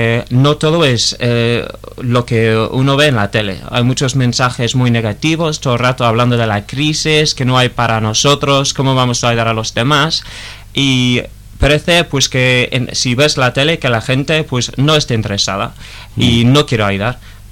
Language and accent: Spanish; England, United Kingdom; Spanish is a second language; Yo siendo inglés, pues en euskera, que también es un poco diferente